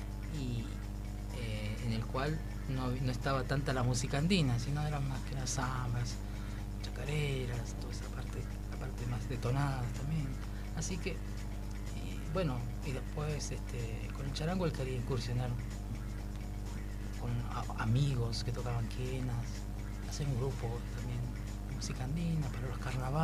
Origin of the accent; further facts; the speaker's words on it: Guaymallén, Mendoza, Argentina; Yo empecé por esa edad, por allá por Mendoza. Soy de Mendoza, de Guaymallén.